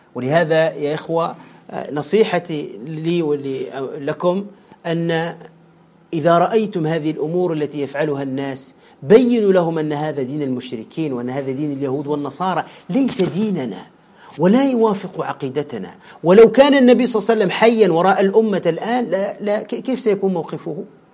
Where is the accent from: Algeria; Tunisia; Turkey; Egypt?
Tunisia; هذا خاصة عندنا في تونس بشكل عجيب